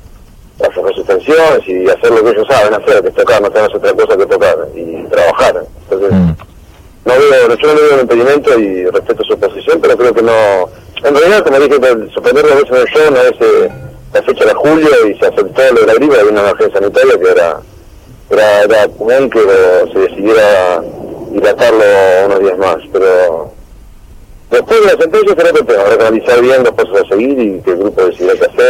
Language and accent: Spanish; Mar del Plata, Buenos Aires Province, Argentina; yo soy de Mar del Plata